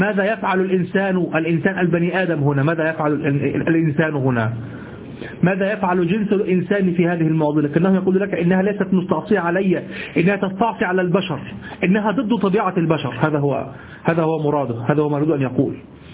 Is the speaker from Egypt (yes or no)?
yes; Egypt; ما نستعمله نحن في دارجتنا المصرية